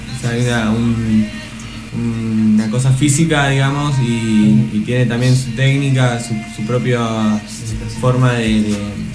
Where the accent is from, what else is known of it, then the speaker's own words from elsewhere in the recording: Santa Fe, Argentina; soy skater de Santa Fe.